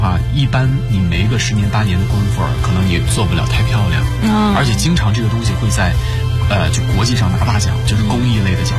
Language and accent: Chinese; Shandong, China; 对，山东大饺子，首先我们山东人爱吃面食嘛